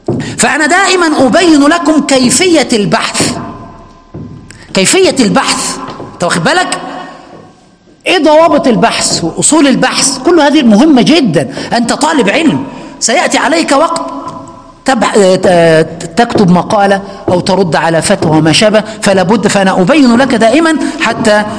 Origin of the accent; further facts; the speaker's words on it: Egypt; عندنا في مصر يقولوا، إحنا بنقول على الليمون الليمون.